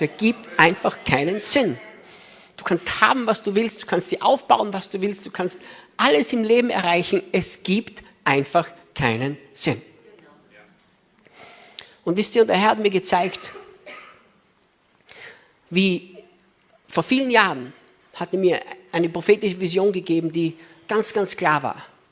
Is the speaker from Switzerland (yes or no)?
no; Austria; moved away as an adult; now in United States; als Gott uns damals von Österreich nach Amerika schickte